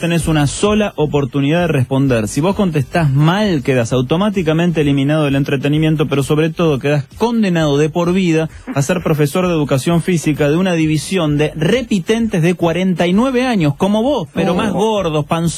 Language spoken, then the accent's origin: Spanish; Buenos Aires, Argentina; no sos oriundo de Urquiza, de la zona, porque los que somos nacidos y criados ahí le decimos Miller.